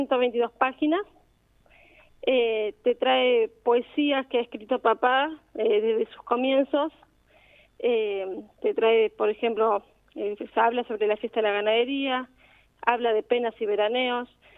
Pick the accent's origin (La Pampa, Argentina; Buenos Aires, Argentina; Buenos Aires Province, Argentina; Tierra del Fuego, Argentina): La Pampa, Argentina; La Adela; los que somos de la Adela lo recordamos